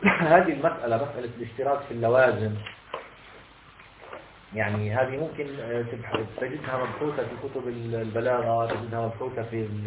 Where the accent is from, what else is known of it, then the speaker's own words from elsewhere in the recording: Palestine; أنت أمريكي أنا مثلا فلسطيني